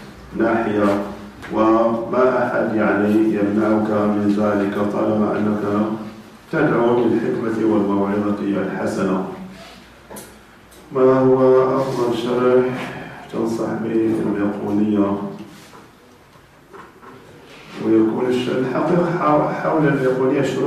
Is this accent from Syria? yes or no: yes; Syria; هذه الكتب عندنا في سوريا في الأصل ممنوعة